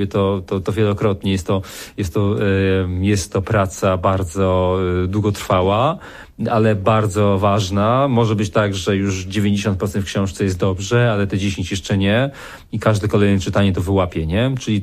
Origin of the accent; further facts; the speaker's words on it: Beskids, Poland; Tak, trochę te góry. No ja się wychowałem w tych górach, więc to jest mi bardzo bliskie.